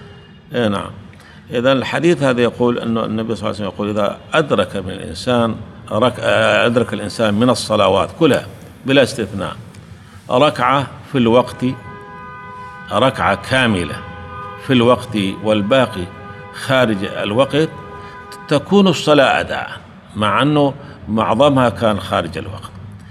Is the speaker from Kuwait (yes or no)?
yes; Kuwait; لكن هنا عندنا بالكويت العصر أشد من الظهر